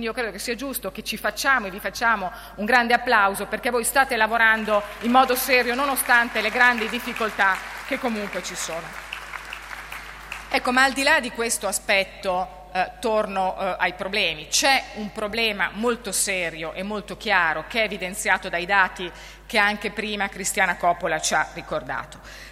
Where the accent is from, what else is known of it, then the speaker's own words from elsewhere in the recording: Mantua, Lombardy, Italy; io sono di Mantova, lombarda